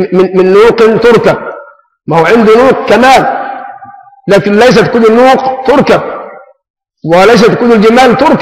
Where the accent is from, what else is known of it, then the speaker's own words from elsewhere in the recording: Egypt; ونحن كشعب مصري يعني ظلنا خفيف بالمعنى البلدي، ابناء نكتة